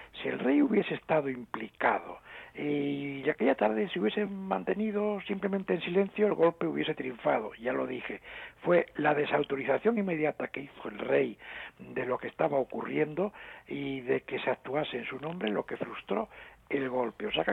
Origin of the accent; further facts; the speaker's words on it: Asturias, Spain; en mi pueblo, en una ciudad pequeña de Asturias